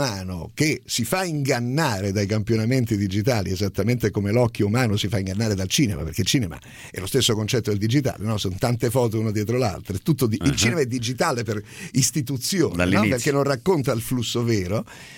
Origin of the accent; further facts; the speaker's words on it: Rome, Lazio, Italy; born there; Di origini siciliane. Io nato a Roma e i miei genitori, devo ringraziarli, non smetterò mai di farlo, mi hanno cresciuto parlando solo in italiano, correttissimo.